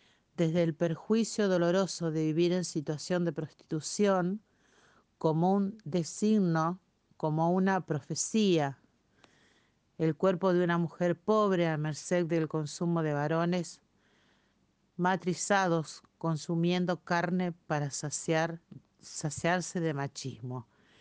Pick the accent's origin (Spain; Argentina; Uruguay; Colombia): Argentina; Santa Fe; una vez que pude regresar a Santa Fe y no volver atrás.